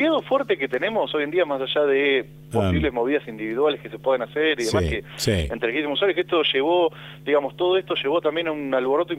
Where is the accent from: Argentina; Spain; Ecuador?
Argentina; Pero como argentinos estamos muy acostumbrados a decir